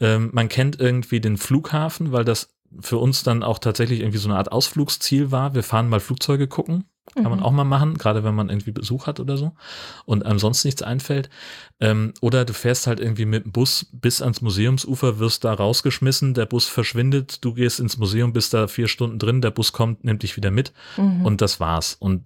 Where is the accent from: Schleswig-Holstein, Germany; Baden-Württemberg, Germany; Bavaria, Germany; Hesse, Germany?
Hesse, Germany; Ja, ich bin ja in Hessen aufgewachsen